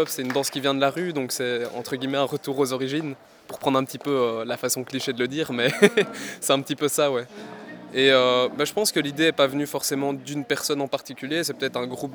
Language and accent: French; Wavre, Walloon Brabant, Belgium; moi je viens pas de Bruxelles par exemple. Je suis des environs de Wavre